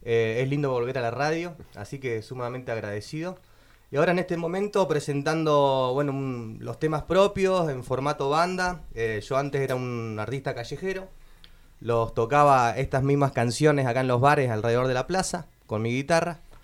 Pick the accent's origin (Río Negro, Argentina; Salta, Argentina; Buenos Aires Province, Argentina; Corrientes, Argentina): Río Negro, Argentina; Cipolletti; also born or lived in Fernández Oro; en Cipolletti, los dos. Y vivimos mucho tiempo en una ciudad cercana que es Fernández Oro, está en Neuquén Capital, por ahí todo medio cerquita.